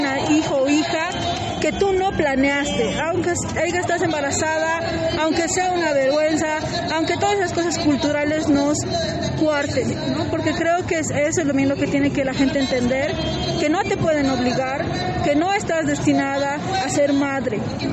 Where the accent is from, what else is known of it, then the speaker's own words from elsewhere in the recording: El Alto, La Paz, Bolivia; yo pongo este letrero porque vengo del Alto y ahí decir aborto, la gente se espanta